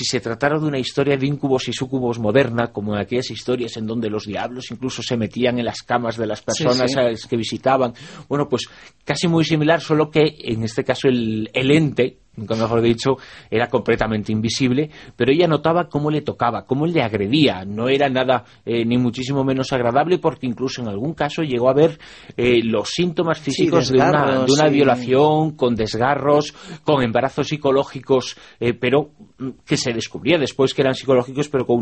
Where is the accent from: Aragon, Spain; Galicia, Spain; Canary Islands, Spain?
Aragon, Spain; Zaragoza; yo muy vinculado a la ciudad de Zaragoza desde prácticamente niño, que es mi ciudad de adopción, aunque me siento completamente zaragozano